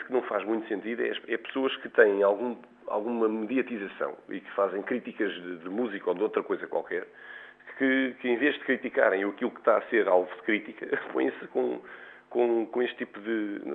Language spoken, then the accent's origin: Portuguese; Portugal; quando nós saímos de Portugal e vamos mais para o centro, vamos para a França ou a Inglaterra ou a Holanda